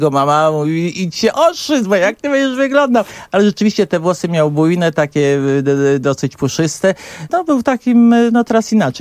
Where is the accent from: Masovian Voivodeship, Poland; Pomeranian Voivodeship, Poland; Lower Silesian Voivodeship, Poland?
Masovian Voivodeship, Poland; Warsaw; ja pochodzę z Warszawy. W Warszawie się urodziłam i właśnie w Warszawie spędziłam całe życie swoje.